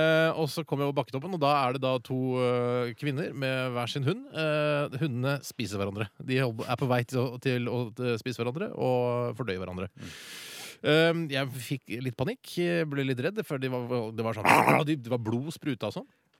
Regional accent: Oslo, Norway; Jeg har bodd i Oslo hele mitt liv, jeg

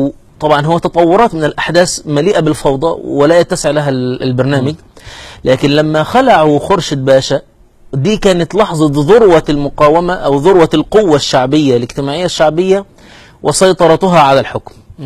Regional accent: Egypt; احنا عندنا في مصر هنا يريدون افهامنا بان الدولة الحديثة دي انجاز

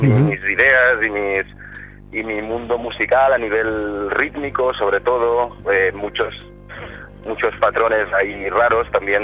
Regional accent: Barcelona, Catalonia, Spain; vengo de aquí, de Barcelona, de la escena, sobre todo de la escena de Barcelona.

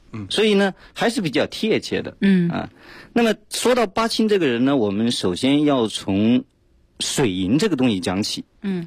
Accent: Hubei, China; 因为包括里面唱的一些方言，我是湖北人呢，我听得非常亲切。

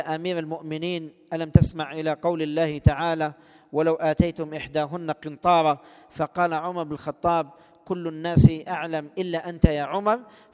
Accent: Algeria; لو كان الشيخ يعلم أن المصطلح عندنا في الجزائر الفاتحة المقصود بها العقد الشرعي

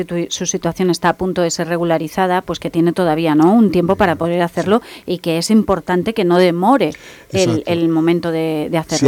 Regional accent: Spain; Yo soy ciudadana española

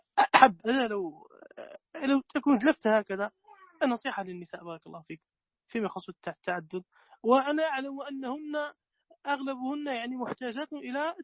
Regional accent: Morocco; نحن أنا أقول لك ما عندنا في المغرب

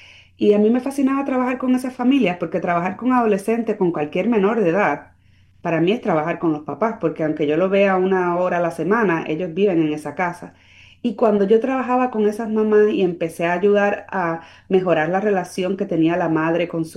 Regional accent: Puerto Rico; yo soy boricua, soy Spanglish

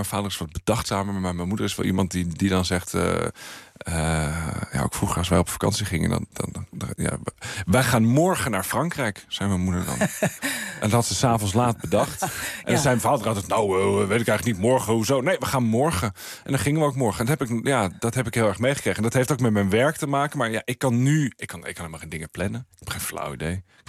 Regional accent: Friesland, Netherlands; Ik ben opgegroeid in Friesland.

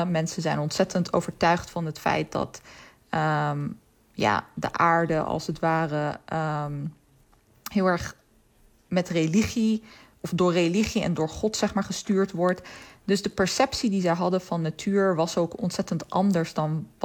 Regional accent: Netherlands; ik weet nog dat ik het altijd als kind opgroeiend in Nederland het ontzettend fascinerend vond dat Nederland zo ontzettend vlak was.

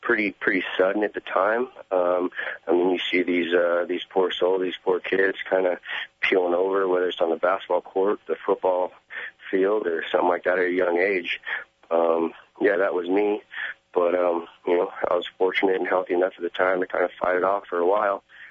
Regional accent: Napa Valley, California, United States; You know, I'm from Napa Valley, Sonoma County, the wine country.

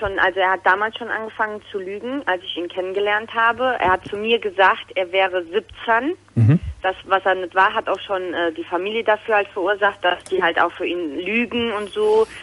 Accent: Italy; ich bin auch Italienerin.

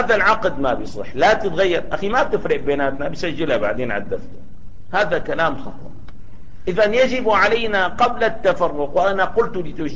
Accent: Damascus, Damascus Governorate, Syria; إذا كنا في بلد مثل سوريا الآن، يعني بلدنا دمشق

